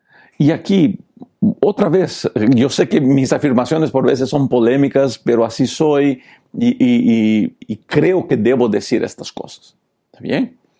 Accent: Peru; born there; first language Portuguese; Spanish is a second language; Yo fui educado en portugués. Yo hablo bien el portugués. Mi primer idioma es el portugués, aunque soy nacido en Perú.

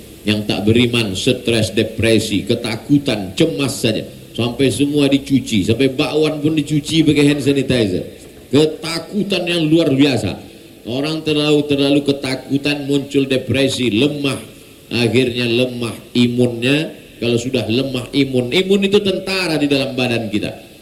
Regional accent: Pekanbaru, Riau, Indonesia; takut dia saya datang membawa COVID

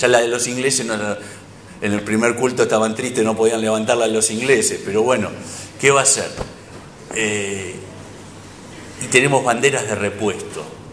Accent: Buenos Aires, Argentina; born there; Pero nací en Mataderos

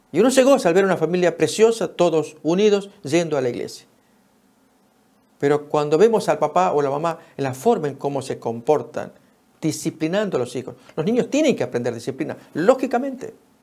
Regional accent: Argentina; En mi país, Argentina, se llama tatetí.

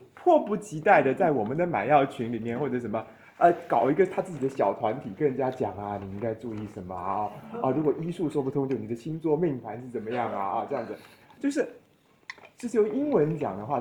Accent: Taiwan; 我作为台湾人对中国人说一句不敬的话啊

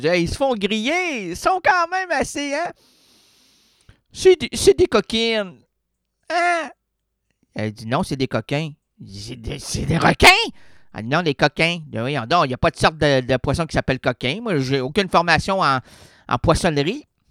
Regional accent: Quebec, Canada; parce que moi, j'ai un clavier francophone. Je suis québécois.

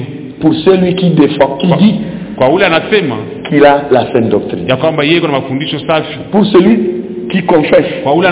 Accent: Eastern DRC, DR Congo; Nous venons de l'Est.

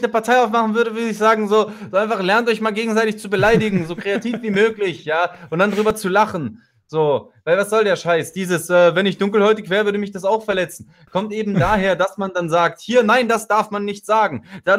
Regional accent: Russia; Ich komme ja aus Russland so, und in Russland ist es vollkommen normal

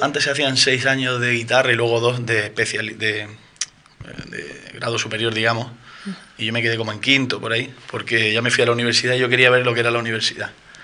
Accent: Almería, Andalusia, Spain; Yo soy de Almería, nací en Almería, toda mi familia es de Almería y nada, allí sigo viviendo allí.

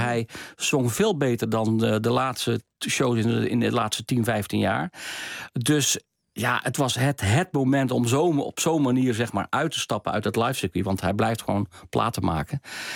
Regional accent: North Brabant, Netherlands; Ik kom zelf uit Brabant.

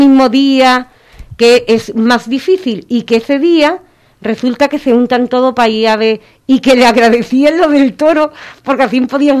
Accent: Andalusia, Spain; Soy andaluza, mi abuelo me enseñó a disfrutar de los toros y me encantan.

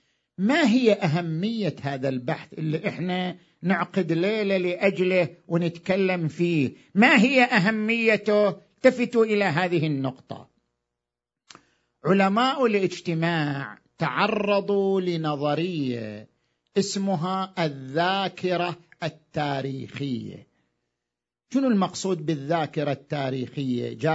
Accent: Iraq; إحنا كمجتمع عراقي وعندنا تاريخ

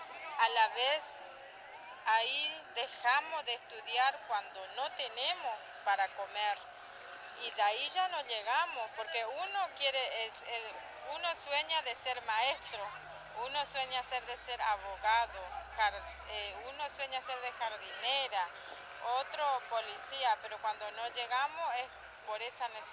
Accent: General San Martín, Chaco, Argentina; Nosotros somos de General San Martín

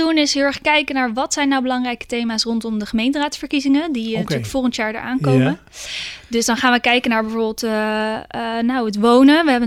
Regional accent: Rotterdam, South Holland, Netherlands; Ik ben geboren en getogen Rotterdammer.

